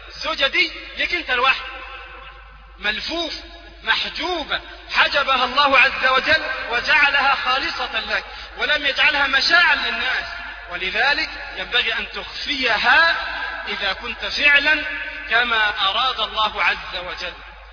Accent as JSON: {"language": "Arabic", "country": "Egypt", "said": "وهذا يذكرني ببعض الناس عندنا في مصر،"}